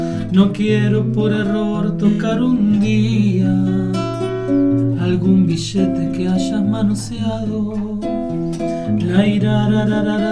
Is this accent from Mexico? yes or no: no; Buenos Aires, Argentina; Y la gente nos dice, ustedes los porteños. Nosotros no somos porteños. El conurbano bonaerense tiene cosas más del interior que de capital